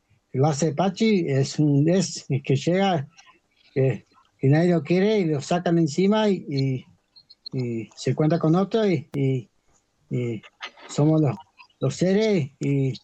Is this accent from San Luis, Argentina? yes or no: no; Bariloche, Río Negro, Argentina; Bueno, vivo en barrio Chichavil. Soy de Bariloche y me quedé acá en Bariloche, en Río Negro.